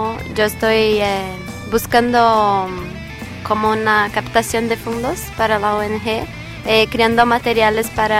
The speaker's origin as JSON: {"language": "Spanish", "country": "Brazil", "second_language": "Spanish", "said": "toda vez que decimos que somos de Brasil"}